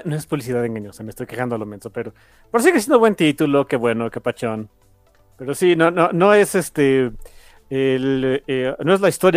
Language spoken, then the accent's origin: Spanish; Mexico; que soy mexicano, así que a mí ni me digan